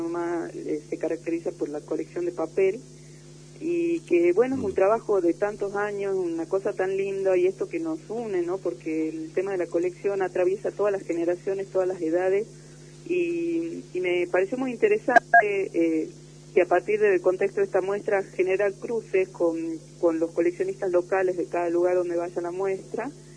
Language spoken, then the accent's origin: Spanish; Salta, Argentina; moved away as an adult; now in Tucumán, Argentina; yo soy salteña, nací en el 71, estudié en una escuela de arte, el Polivalente.